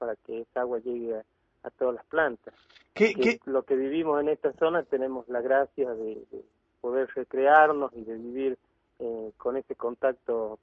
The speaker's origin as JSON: {"language": "Spanish", "town": "Avellaneda", "region": "Buenos Aires Province", "country": "Argentina", "tie": "born there", "lives_now": "Catamarca, Argentina", "said": "He vivido. Yo he nacido allí en Buenos Aires, ¿no?"}